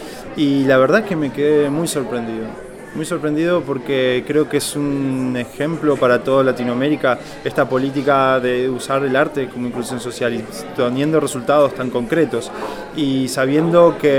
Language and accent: Spanish; Córdoba, Argentina; vengo de Córdoba, Argentina.